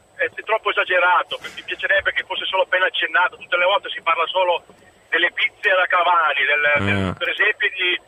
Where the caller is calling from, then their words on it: Milan, Lombardy, Italy; sono da Milano ma sono tifoso del Napoli.